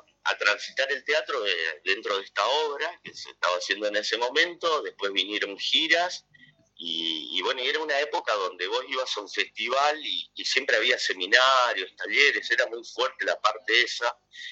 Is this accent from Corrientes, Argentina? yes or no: yes; Monte Caseros, Corrientes, Argentina; moved away; me inicié en un grupo en mi pueblo, que es Montecaseros, en Corrientes